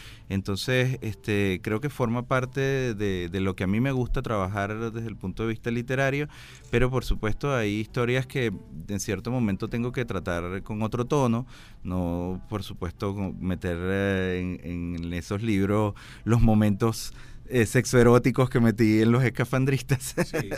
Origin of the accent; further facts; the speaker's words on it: Puerto Cabello, Carabobo, Venezuela; Yo soy de Puerto Cabello, mi papá nos traía a Caracas